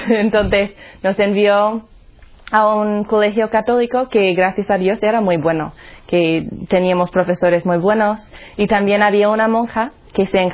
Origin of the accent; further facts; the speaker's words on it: Colorado, United States; Spanish is a second language; Pues ya se va a notar cuando hablo. Soy de los Estados Unidos, un sitio se llama Colorado. Nosotros decimos Colorado, pero sí, ¿verdad? Entonces, yo nací en una familia, bueno, más o menos católica. Mi padre era protestante, no practicante.